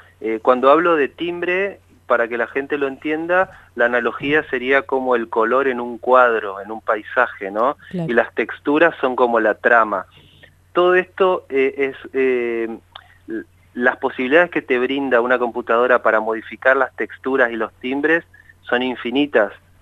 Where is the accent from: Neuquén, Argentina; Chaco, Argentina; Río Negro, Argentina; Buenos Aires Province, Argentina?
Chaco, Argentina; moved away as an adult